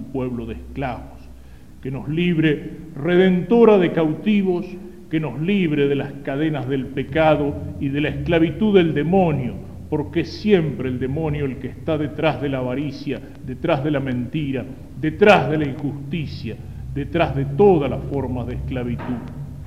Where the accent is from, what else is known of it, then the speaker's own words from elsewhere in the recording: Argentina; nuestro compromiso como católicos y como argentinos